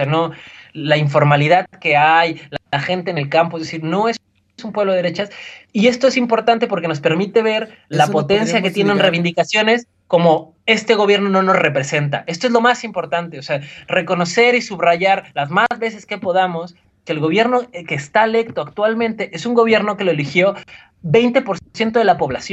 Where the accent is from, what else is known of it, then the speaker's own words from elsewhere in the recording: Mexico; que creo que nos toca mucho a nosotros como mexicanos